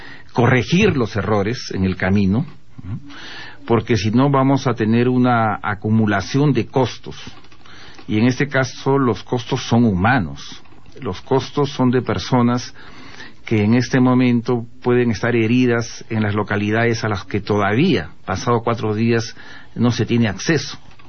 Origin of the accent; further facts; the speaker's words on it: Peru; Yo como peruano, la verdad que me he sentido revelado